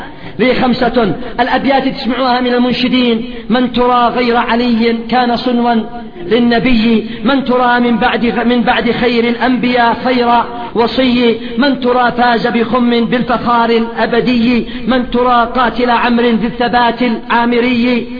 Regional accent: Yemen; هذا الرجل يسمى أمير شعراء اليمن. تصوروا الآن لو هذا الرجل في بلد آخر غير بلدنا

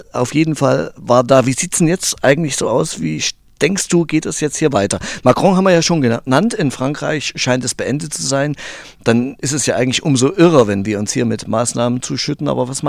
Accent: Thuringia, Germany; Ich bin ja aus Thüringen

